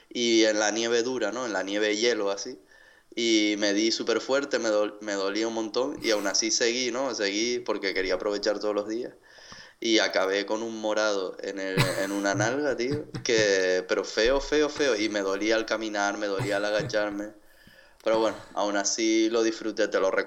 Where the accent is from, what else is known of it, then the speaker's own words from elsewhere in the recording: Tenerife, Canary Islands, Spain; soy de Tenerife, de las Islas Canarias. Tengo 30 años